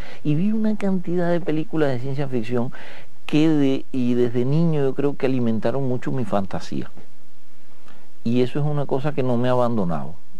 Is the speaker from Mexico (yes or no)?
no; Havana, Cuba; born there; Yo nací en El Vedado. Yo no llegué desde el extranjero.